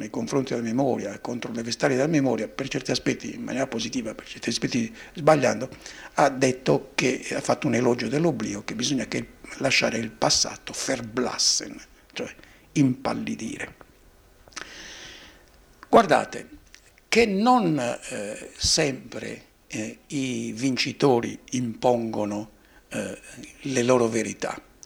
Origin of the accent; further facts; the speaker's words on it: Sardinia, Italy; In Sardegna, io sono sardo, mi permettete questo riferimento localistico